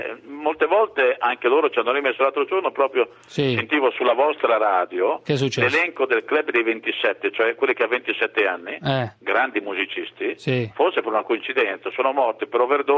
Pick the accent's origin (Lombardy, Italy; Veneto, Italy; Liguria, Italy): Veneto, Italy; Verona; perché vengo da una città, Verona. … di Verona.